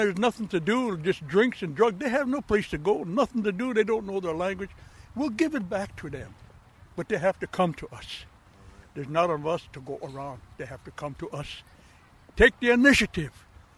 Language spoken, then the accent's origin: English; United States; English is a second language; Oh, yeah, I'm from the Dakota, Mirawankin, from Dakota, Oyate.